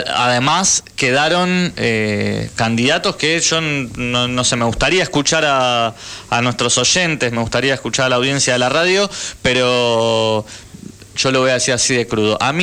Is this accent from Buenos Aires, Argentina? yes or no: yes; Buenos Aires, Argentina; En este momento por la zona, ¿qué sería? Como Caballito, donde está el Cid Campeador, por ahí. Pero en realidad soy oriundo del Bajo Flores, ese es mi barrio.